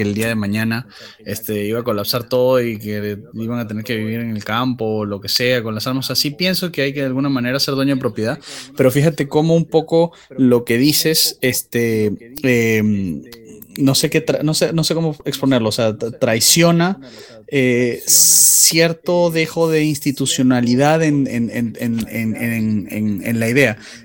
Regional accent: Venezuela; now in Peru; Yo, la verdad, me da risa que vengo de Venezuela y empieza a pasar lo mismo aquí

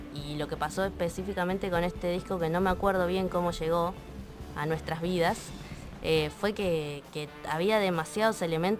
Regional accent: Mar del Plata, Buenos Aires Province, Argentina; Somos de Mar del Plata, todos, menos Barrey, que es de Avellaneda.

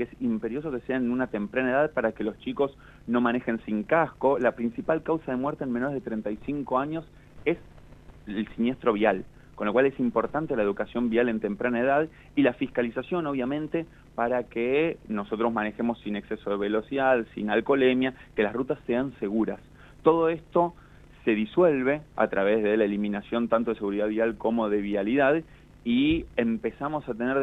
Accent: Argentina; Como argentino, con muchísima preocupación

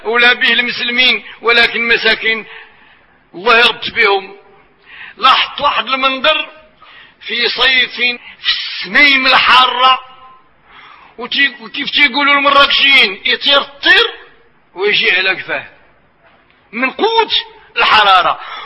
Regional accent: Marrakesh, Marrakesh-Safi, Morocco; وبصفتنا احنا من مراكش، ومراكش جو صحراوي،

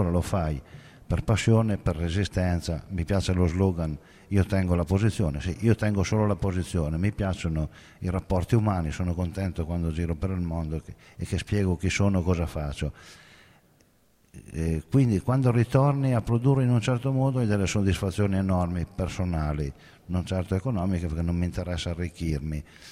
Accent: Calamandrana, Piedmont, Italy; vengo da Calamandrana, sud dell'Astigiano. Viticoltori da sempre.

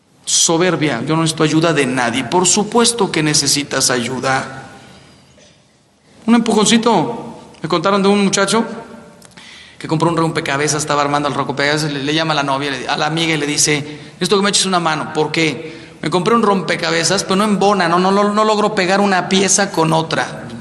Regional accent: Mexico; y yo soy mexicano

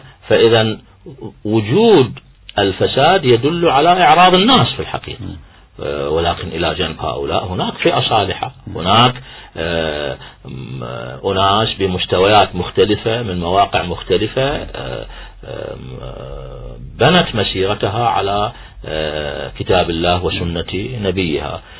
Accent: Iraq; اليوم احنا كعراقيين على الساحة مهمتنا الأساسية تدوين دستور

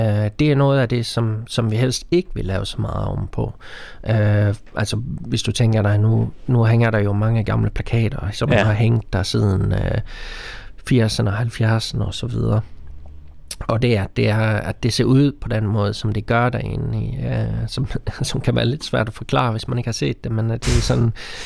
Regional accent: Sweden; Danish is a second language; now in Denmark; fordi jeg er oprindelig fra Sverige nemlig

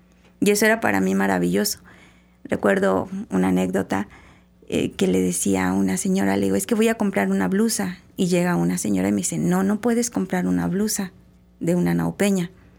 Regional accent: Durango, Mexico; yo soy del norte del país, yo soy de Durango, y cuando yo fui a estudiar a la Ciudad de México

